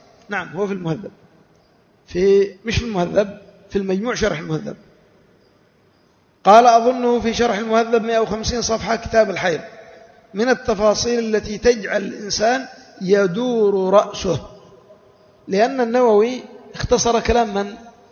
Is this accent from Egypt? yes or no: no; Yemen; عندنا في اليمن